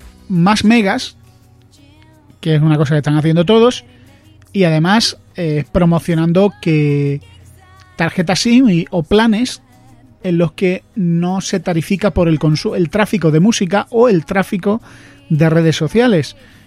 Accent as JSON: {"language": "Spanish", "region": "Andalusia", "country": "Spain", "said": "yo que soy andaluz"}